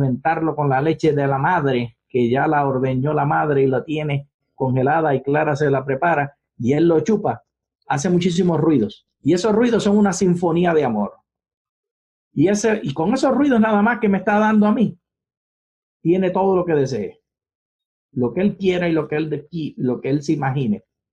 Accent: Puerto Rico; acuérdate que soy puertorriqueño.

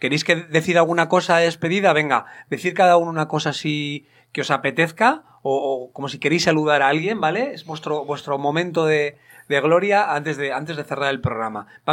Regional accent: Barakaldo, Basque Country, Spain; Bueno, nosotros somos de Baracaldo, de toda la vida.

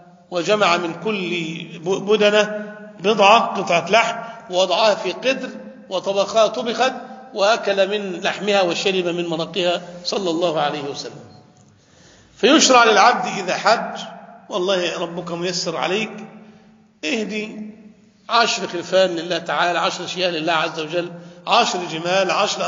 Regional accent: Damietta, Damietta Governorate, Egypt; عندنا في دمياط مثلا أهل بحر

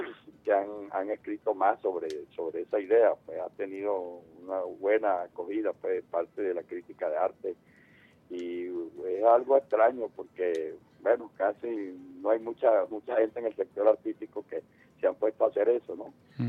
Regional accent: Caripito, Monagas, Venezuela; en el pueblo donde yo nací, en Caripito, en el estado Monagas.

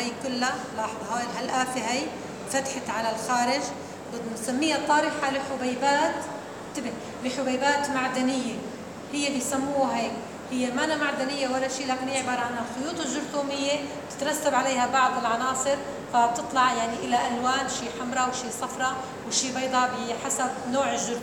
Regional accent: Syria; موجودة عندنا في سوريا خاصة بالمنطقة الوسطى

